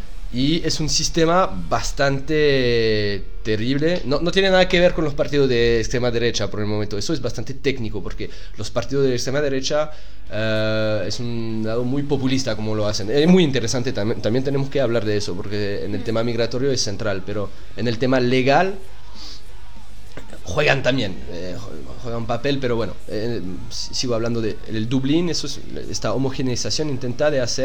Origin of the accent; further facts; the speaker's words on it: Switzerland; yo soy suizo, y en mi país está bastante muy criticado, porque Suiza es un país no de entrada